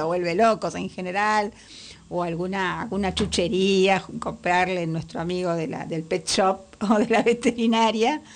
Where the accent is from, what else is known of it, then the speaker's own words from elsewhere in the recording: Buenos Aires, Argentina; las murgas de Buenos Aires, especialmente la de Saavedra, de donde soy yo